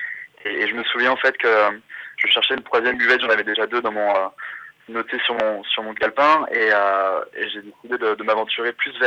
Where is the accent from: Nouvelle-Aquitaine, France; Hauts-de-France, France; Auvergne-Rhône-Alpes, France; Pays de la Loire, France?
Pays de la Loire, France; Nantes; je suis originaire de Nantes, donc j'ai grandi à côté de la Beaujoire